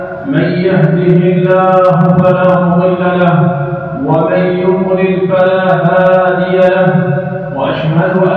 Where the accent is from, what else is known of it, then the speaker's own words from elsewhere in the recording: Algeria; ها هي بلادنا الجزائر تعيش في أمن واستقرار